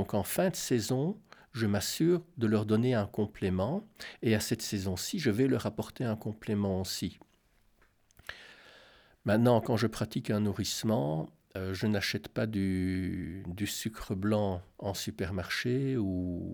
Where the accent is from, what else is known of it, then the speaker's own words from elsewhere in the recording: Belgium; compte tenu de ce qu'est la vie par chez nous en Belgique, est difficile à faire